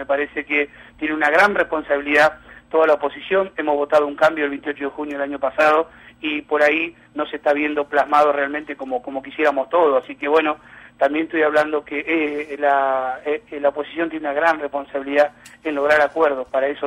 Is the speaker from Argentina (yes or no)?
yes; Argentina; creo que hablo como argentino, ¿no es cierto?